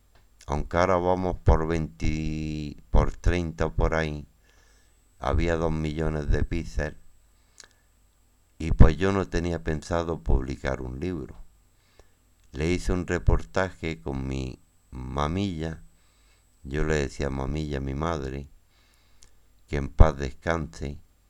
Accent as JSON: {"language": "Spanish", "town": "Torviscón", "region": "Andalusia", "country": "Spain", "tie": "born or raised there", "said": "Yo nací en Torbiscón, barrio Zenete, al lado donde vive mi amigo Agustín Payares, barrio Zenete. Él conoce la casa donde yo nací."}